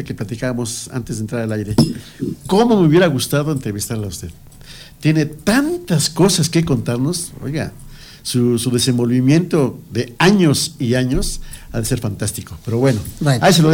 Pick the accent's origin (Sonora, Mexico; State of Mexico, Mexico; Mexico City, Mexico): State of Mexico, Mexico; Amecameca; pues soy de aquí de Amecameca y como muchos ignoramos lo que pasa en Amecameca